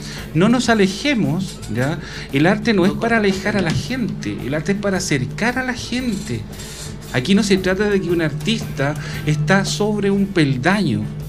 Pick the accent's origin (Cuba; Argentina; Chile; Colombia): Chile; Cajón del Maipo, Santiago Metropolitan Region; Yo soy una persona del Cajón del Maipo, donde por fuera de mi casa corría el famoso tren militar, la panchita que le llamaban, ¿ah? Y también corría el automotor. Eso fue mi imagen de niño